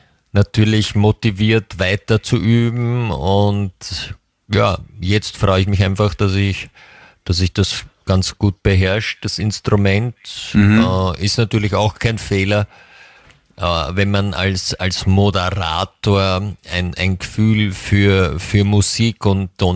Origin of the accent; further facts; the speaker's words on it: Austria; bei uns in Österreich kann man ja auch meistens früher gehen.